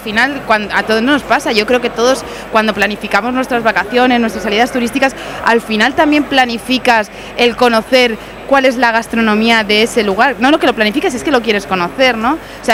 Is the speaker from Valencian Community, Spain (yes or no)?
yes; Elche, Valencian Community, Spain; yo soy de Elche de toda la vida